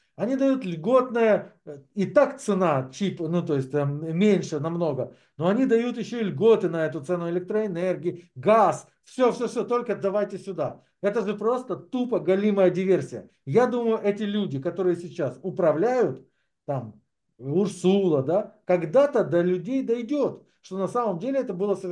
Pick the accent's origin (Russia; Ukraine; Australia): Ukraine; Я украинец. Я буду за свою страну